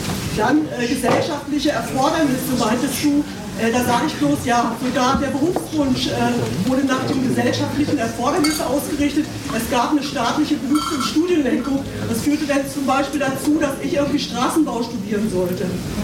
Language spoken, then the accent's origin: German; East Germany, Germany; Ich bin auch in der DDR aufgewachsen